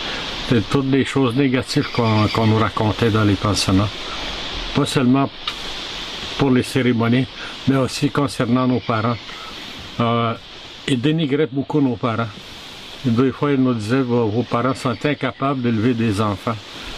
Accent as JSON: {"language": "French", "town": "Wemotaci", "region": "Quebec", "country": "Canada", "tie": "born or raised there", "said": "Je suis originaire de Wimotaché, je suis Atikamekw. Moi, je suis né en forêt dans le territoire à mon père, en 1952, en hiver en plus."}